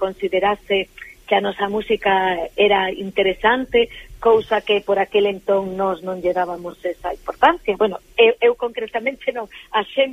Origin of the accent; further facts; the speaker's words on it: Vigo, Galicia, Spain; E por aquí, son de Vigo, e aquí na zona pois do interior, Pazos de Borbén